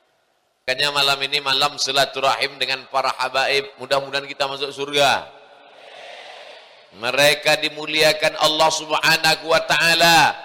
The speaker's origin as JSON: {"language": "Indonesian", "town": "Tembilahan", "region": "Riau", "country": "Indonesia", "tie": "born or raised there", "said": "Rupanya Guru Mu'az satu kampung halaman dengan saya dari Riau. Indragiri, Hilir, Tembilahan."}